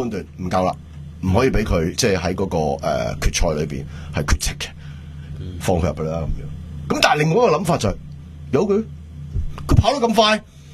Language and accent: Cantonese; Hong Kong; 你大镬过我香港人啊！